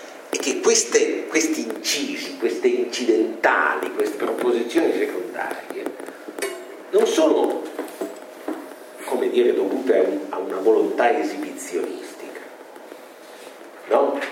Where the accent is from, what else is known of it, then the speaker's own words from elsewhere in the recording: Rome, Lazio, Italy; E usando il dialetto che ci accomuna, essendo romani, no?